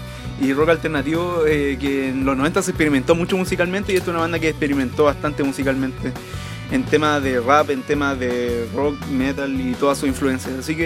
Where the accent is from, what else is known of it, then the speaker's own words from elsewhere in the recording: Iquique, Tarapacá, Chile; Yo no soy de acá, yo soy de provincia. Soy de Iquique, un poco de un basurero. Yo creo que estamos bastante mejor que Antofagasta en algunos sentidos.